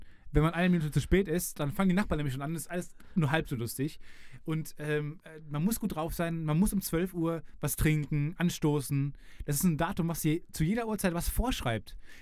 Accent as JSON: {"language": "German", "town": "Kamen", "region": "North Rhine-Westphalia", "country": "Germany", "said": "Ich komme aus Kamen. Das Kamener Kreuz sagt vielen was."}